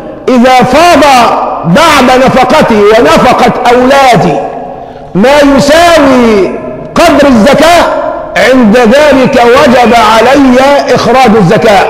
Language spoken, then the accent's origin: Arabic; Egypt; ونحن كمصريين على المستوى العام عندنا عاطفة دياشة، وكأهل بلد عندنا عاطفة مع السذاجة.